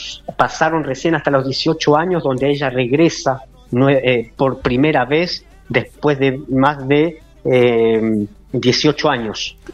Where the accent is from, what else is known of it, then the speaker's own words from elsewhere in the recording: Chile; born there; Nací en Chile, ya de pequeño.